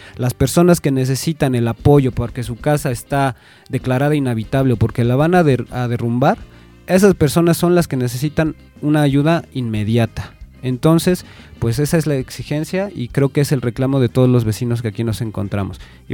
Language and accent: Spanish; Mexico; espero que nos enseñe mucho como mexicanos y nos unamos no solo en las tragedias